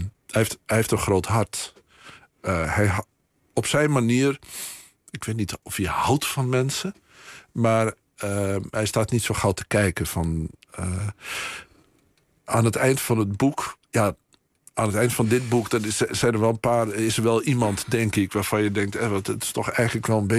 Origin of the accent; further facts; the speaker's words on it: Netherlands; En ik ben een Hollander. Tenminste, een Nederlander.